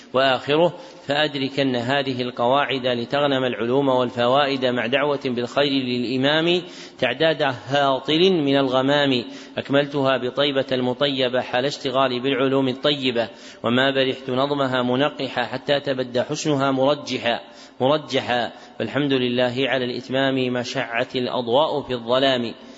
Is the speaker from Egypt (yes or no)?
no; Najd, Saudi Arabia; منهم من أهل بلدنا نجد